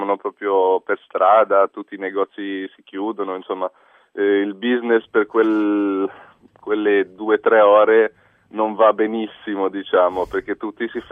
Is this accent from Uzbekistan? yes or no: no; Almora, Uttarakhand, India; sono cresciuto praticamente per tutta la vita in India, in un posto dove si chiama, dove insomma davanti a casa nostra c'era l'Himalaya e si chiama Almora il posto, e sarebbe a 1700 metri al nord, nel nord dell'India.